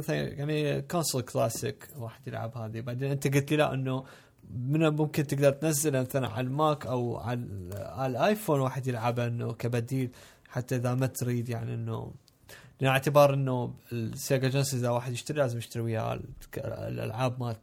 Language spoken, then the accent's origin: Arabic; Iraq; إحنا عندنا بالعراق اللي هو المكعب الكبير